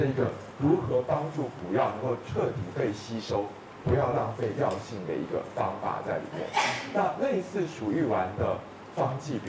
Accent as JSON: {"language": "Chinese", "country": "Taiwan", "said": "就我们台湾人胃跟大陆人胃还是有差。"}